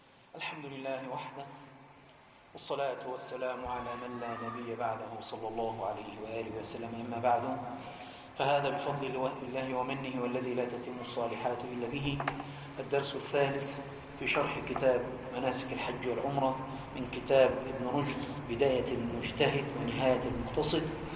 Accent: Egypt; القميص عندنا في مصر يقول القميص اللي هو ليه زراير،

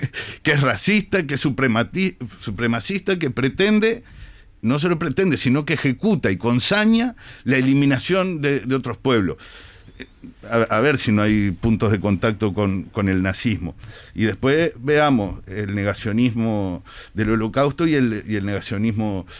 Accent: Uruguay; como uruguayo, judío, militante de izquierda

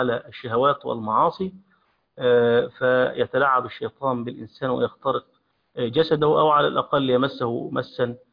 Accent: Egypt; عندنا في مصر عليها الناس دي ملبوسة عليها الناس

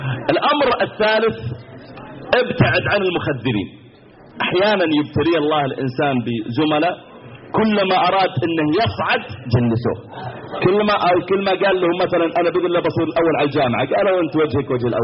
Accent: Mecca, Makkah Province, Saudi Arabia; تذكرت مرة عندنا في مكة

